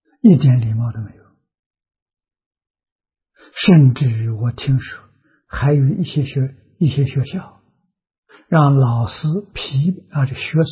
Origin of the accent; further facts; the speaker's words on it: Tongcheng, Anhui, China; 小时候生长在农村，农村里头有私塾，啊，我们家乡乡下读书的风气很盛，那是桐城派的老家